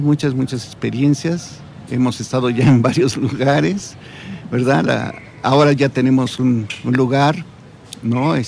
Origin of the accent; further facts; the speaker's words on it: Mexico City, Mexico; born there; now in Amecameca, Mexico; Yo nací en la Ciudad de México, pero hace precisamente esos 18 años me vine a vivir acá